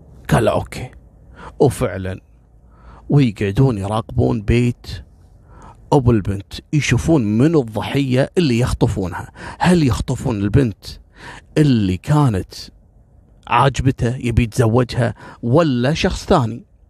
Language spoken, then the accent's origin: Arabic; Kuwait; أنا في قصة صارت عندنا في الكويت في بداية التسعينات